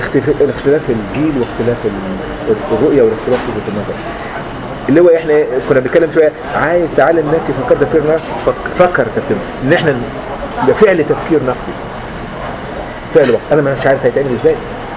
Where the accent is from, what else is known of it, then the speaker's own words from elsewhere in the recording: Benha, Qalyubia, Egypt; اهلي انا من بنها ما فيش حد ما بيعرف انجليزي